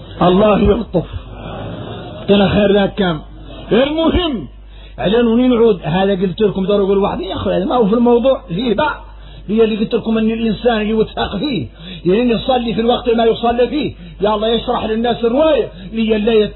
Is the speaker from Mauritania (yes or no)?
yes; Mauritania; احنا موريتاني